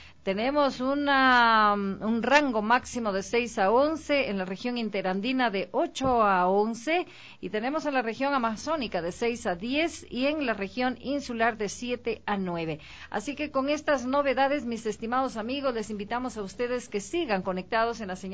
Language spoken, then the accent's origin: Spanish; Ecuador; aquí en nuestro país tenemos mucha libertad para hacerlo, pero eso exige que como ecuatorianos debemos tener mucha responsabilidad